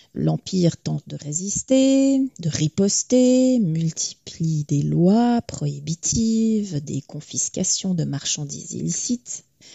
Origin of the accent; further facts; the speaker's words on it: Switzerland; Donc, en tant que Suissesse, j'aurais bien voulu